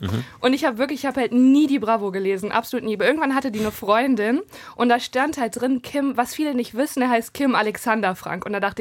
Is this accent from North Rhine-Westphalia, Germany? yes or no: yes; Dinslaken, North Rhine-Westphalia, Germany; Also ich komme aus Dienstlaken